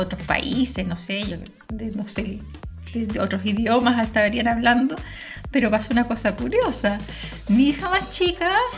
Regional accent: Chile; now in Spain; Uno siendo chilena no le entra mucho, no le cuadra mucho en la cabeza

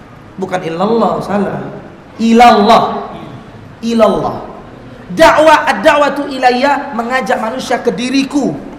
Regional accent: Medan, North Sumatra, Indonesia; Kebetulan saya bapak ibu orang Medan, Sumatera Utara, Melayu, Deli, Deli Serdang.

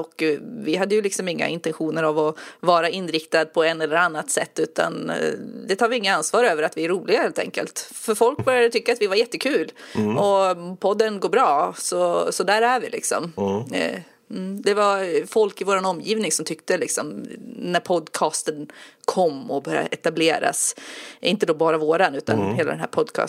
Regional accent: Enköping, Uppsala County, Sweden; born there; also born or lived in Västmanland; now in Södermanland, Sweden; Jag föddes i Uppland och utanför Enköping, och sen har jag bott i Västmanland en massa år, och nu bor jag i Södermanland.

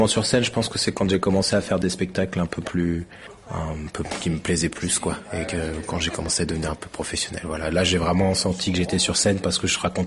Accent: Grenoble, Auvergne-Rhône-Alpes, France; c'était un tout petit spectacle que j'allais faire pour la première fois dans un gymnase près de chez moi à Grenoble. Et ma mère m'avait amené et j'étais ultra stressé.

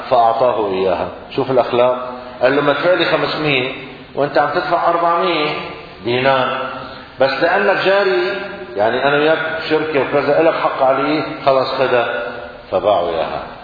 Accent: Syria; نحن الآن في المدن، عندنا في سوريا في المدن الدار يقال لها بيت،

